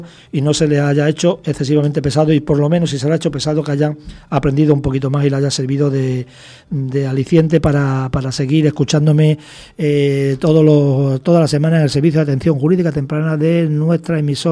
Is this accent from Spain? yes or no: yes; Badajoz, Extremadura, Spain; Yo cuando estaba en mi tierra, en Badajoz, para llegar a Mérida, que eran 60 kilómetros, tardaba 20 minutos.